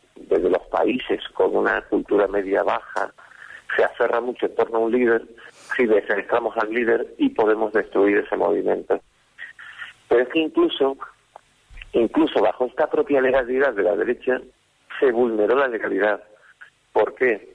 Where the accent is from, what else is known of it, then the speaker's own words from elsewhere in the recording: Canary Islands, Spain; also born or lived in Valladolid; yo provengo de Canarias, pero he desarrollado casi toda mi vida profesional en Valladolid.